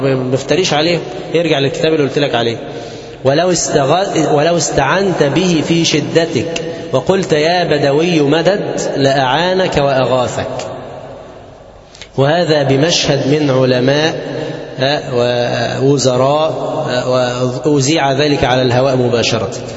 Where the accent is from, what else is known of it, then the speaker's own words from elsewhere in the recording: Egypt; المظاهر الشركيه المنتشره في بلادنا مصر